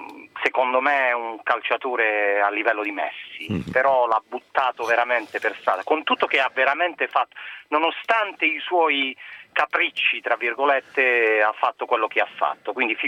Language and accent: Italian; Apulia, Italy; Io sono un pugliese